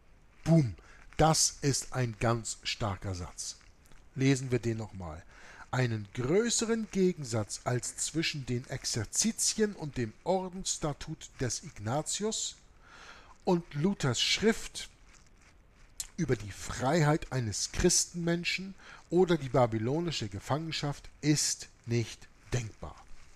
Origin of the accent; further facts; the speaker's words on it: Germany; born there; ich bin geborener Deutscher und ich bin nicht gegen Deutschland.